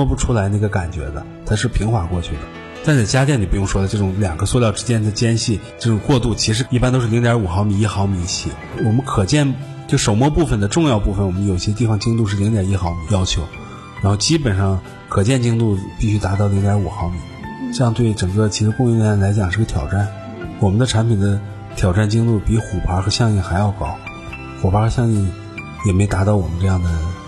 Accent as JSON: {"language": "Chinese", "country": "China", "said": "其实是我们中国人也有匠人精神。"}